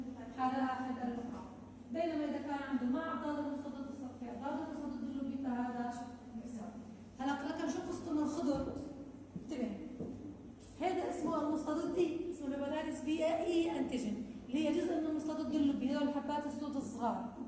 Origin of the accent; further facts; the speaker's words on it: Syria; أما إذا طلع سلبي عندنا بسوريا لأنه عندنا نمط طافح